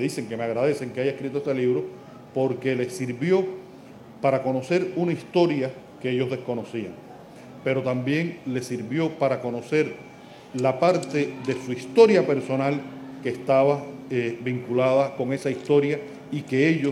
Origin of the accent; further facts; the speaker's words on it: Cuba; como escritor cubano que recibí esa historia y que la transmito a los lectores